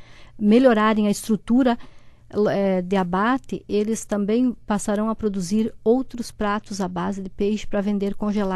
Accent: Santa Catarina, Brazil; porque eu venho do Oeste, então eu tenho a minha história é feita no Oeste.

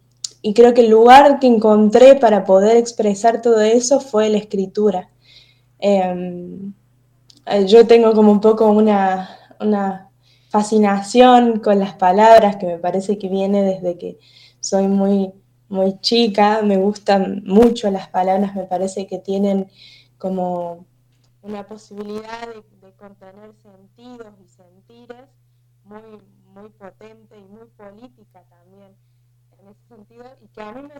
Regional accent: Córdoba, Argentina; como decías, soy activista disca, tengo 19 años, soy de Córdoba, estudio en la Universidad Nacional de Córdoba, la licenciatura en Ciencia Política

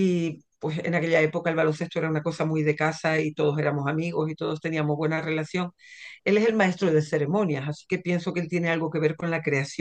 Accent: La Palma, Canary Islands, Spain; Yo soy de La Palma y yo quiero celebrar mis indianos.

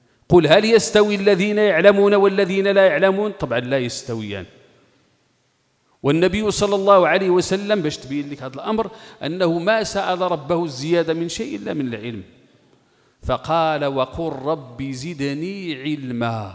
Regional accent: Morocco; والعلقة معروفة عندنا احنا المغاربة باش تنقولها

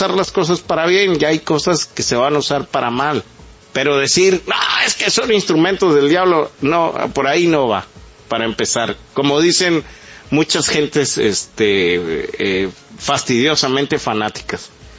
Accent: Mexico; ya llegó la hora de nuestra civilización, ya no como mexicanos, como civilización global

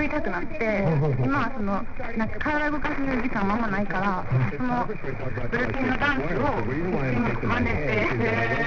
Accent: Osaka, Japan; 大阪、地元大阪なんですけど、はいはい、大阪に帰りたいってめっちゃ思って

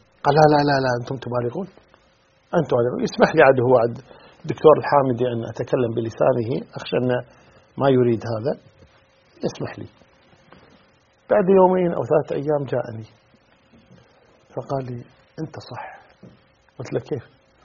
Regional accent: Kuwait; يعني عندنا في الكويت مثلا

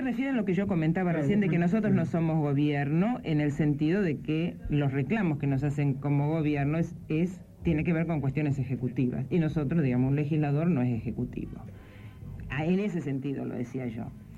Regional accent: Buenos Aires, Argentina; also born or lived in Comodoro Rivadavia; Yo, de acá, de Capital.

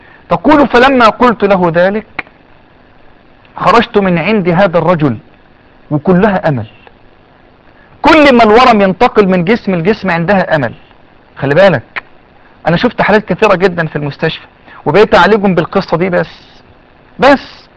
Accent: Egypt; ان شاء الله الاطباء عندنا في مصر هيقدروا يحافظوا على الثدي

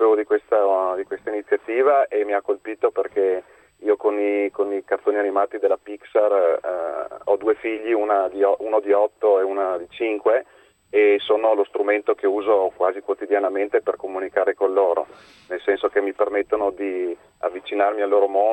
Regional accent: Verona, Veneto, Italy; io sono di Verona, quindi posso dare un contributo logistico a metà strada, oppure anche a Milano. Milano la conosco bene.

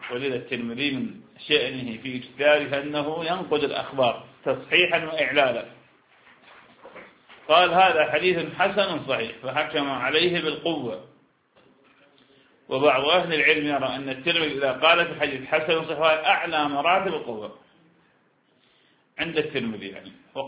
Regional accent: Iraq; نحن لسنا، أنا عراقي وأنت شام، نحن لسنا حجازين

